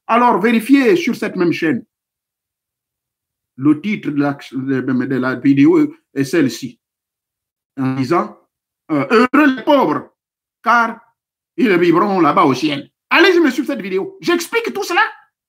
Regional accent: Gabon; chez nous au Gabon

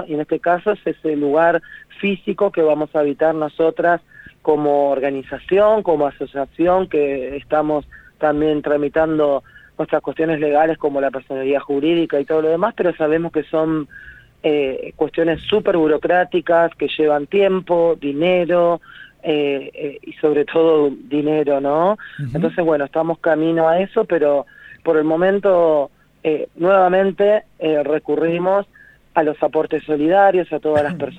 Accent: San Justo, Buenos Aires Province, Argentina; la mayoría de las compañeras que hoy habitamos la casa somos de San Justo, Loma del Mirador, Tablada, Celina.

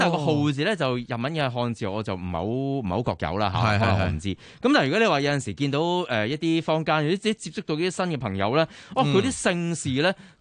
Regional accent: China; 或者我哋中国人咧

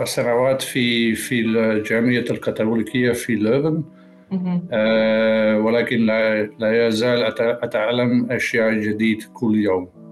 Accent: Saudi Arabia; Arabic is a second language; طفولتي بالنسبة في السعودية

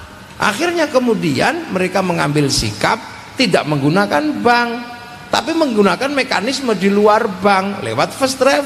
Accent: Java, Indonesia; Di kampung saya di Jawa

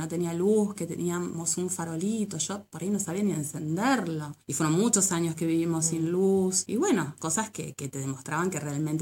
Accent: Ciudadela, Buenos Aires Province, Argentina; moved away as an adult; now in Unión de los Ríos, Argentina; tengo 46 años, yo vivo en la Unión de los Ríos. Nací en Buenos Aires, en la provincia de Buenos Aires, en el partido de 3 de febrero, Ciudadela. Viví 34 años en Buenos Aires.

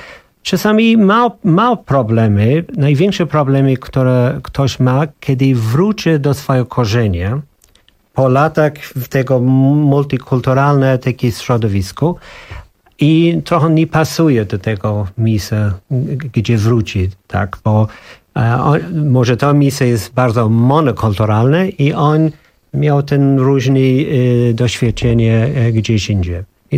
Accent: Ireland; Polish is a second language; now in Poland; Moje dzieciństwo było w Irlandii, było jeden taki kulturę

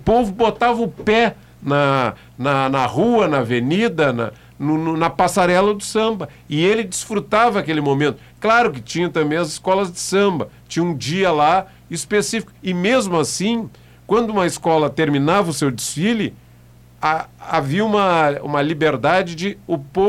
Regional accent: Pelotas, Rio Grande do Sul, Brazil; O carnaval que eu vi aqui na minha infância em Pelotas

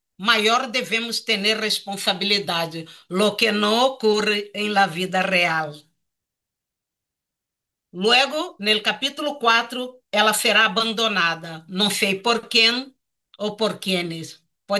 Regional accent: Brazil; first language Portuguese; Spanish is a second language; Está em português, que é minha língua natal, tenho que honrar el país de donde vengo, que lo amo mucho a Brasil.

